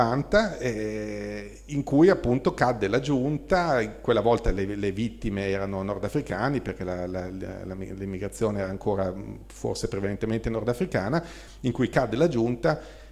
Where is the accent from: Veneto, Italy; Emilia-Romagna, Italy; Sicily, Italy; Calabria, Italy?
Emilia-Romagna, Italy; Bologna; poi lo dico da bolognese, quindi veramente stalinismo peso